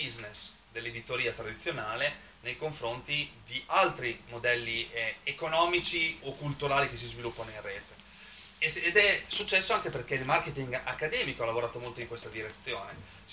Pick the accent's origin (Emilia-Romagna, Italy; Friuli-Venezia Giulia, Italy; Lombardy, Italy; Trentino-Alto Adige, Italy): Emilia-Romagna, Italy; Bologna; come dico da bolognese